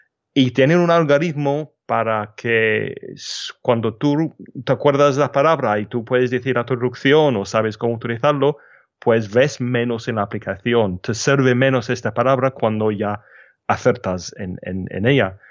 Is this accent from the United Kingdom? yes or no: yes; England, United Kingdom; accent: English; Spanish is a second language; escuchas un inglés hablando muy mal español, pero tengo un acento inglés porque soy inglés y es parte de quién soy.